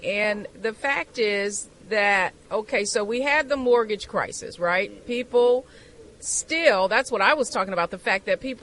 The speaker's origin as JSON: {"language": "English", "town": "Detroit", "region": "Michigan", "country": "United States", "said": "Yes, I'm from Detroit. Detroit has made a comeback in terms of their auto sales."}